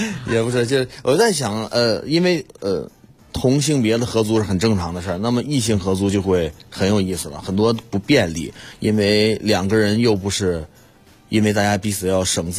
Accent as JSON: {"language": "Chinese", "region": "Northeast China", "country": "China", "said": "我因为身为一个东北人，我特别希望回家以后宠物是特别粘着我的"}